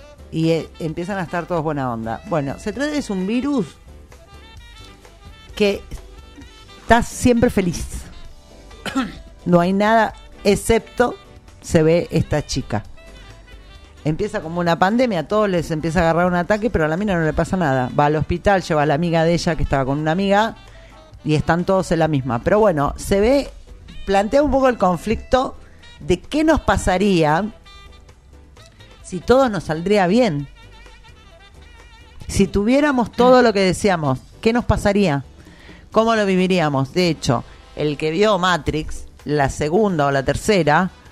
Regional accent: Argentina; Es como al argentino, sobre todo, la resiliencia que tenemos frente a la crisis

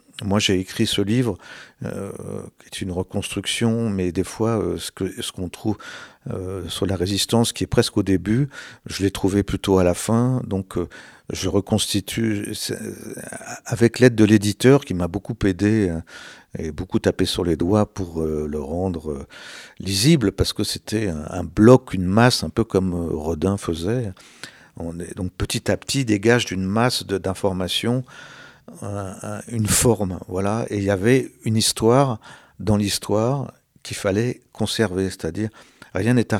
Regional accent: France; Je me suis intéressé au nucléaire, surtout en tant que Français.

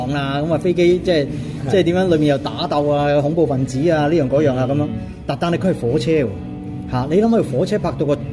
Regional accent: Hong Kong; 好似我哋香港人講嘅話嚇，

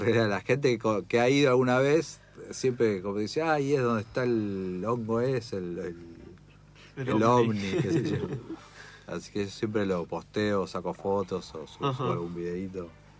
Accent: Monte Grande, Buenos Aires Province, Argentina; yo soy de Monte Grande, y Monte Grande tiene un ícono que es como un ovni en la plaza, que en realidad es un tanque de agua de hormigón gigante, medio setentoso

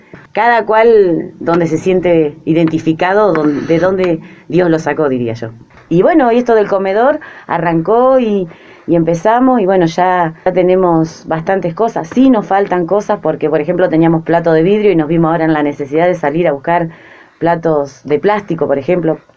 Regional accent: Azul, Buenos Aires Province, Argentina; yo soy de Azul, pero mi esposo es de La Prida. Mis hijos son lapridenses

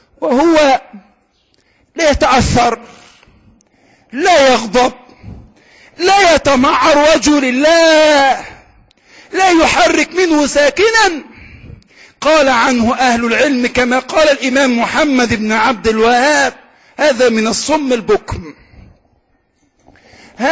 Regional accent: Egypt; اللهم اجعل بلدنا مصر آمنة مطمئنة

